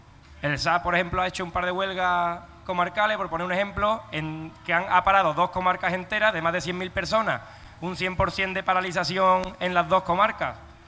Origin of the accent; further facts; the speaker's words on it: Palma del Río, Andalusia, Spain; yo soy de Palma del Río, el pueblo donde está la finca de Somonte